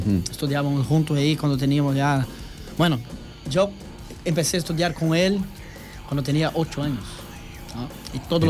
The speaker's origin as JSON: {"language": "Spanish", "town": "Guarapuava", "region": "Paraná", "country": "Brazil", "second_language": "Spanish", "said": "Uma cidade em meio de Paraná. Una ciudad de 200 mil personas, pequeña ciudad."}